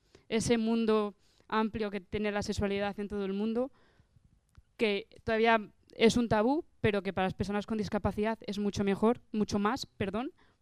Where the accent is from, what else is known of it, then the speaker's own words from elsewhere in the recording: Madrid, Community of Madrid, Spain; porque aquí también somos de Vallecas. Muy orgullosos de nuestro barrio también.